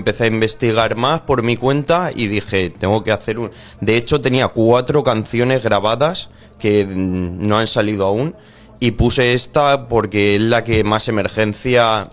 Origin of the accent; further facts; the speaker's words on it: Spain; les ha motivado más que yo fuera un español el que cantara